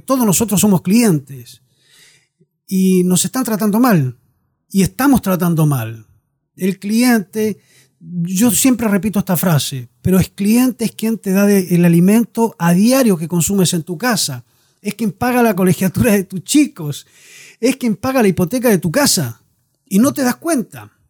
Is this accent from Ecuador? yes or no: no; La Unión, Los Lagos, Chile; born there; accent: Chilean; moved away as an adult; A pesar del acento, chileno. Me he ido muy joven desde acá, de esta región. Soy nacido específicamente en La Unión